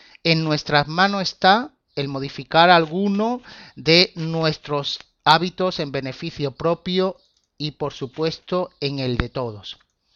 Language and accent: Spanish; Málaga, Andalusia, Spain; Soy de Málaga y gerente de una empresa de formación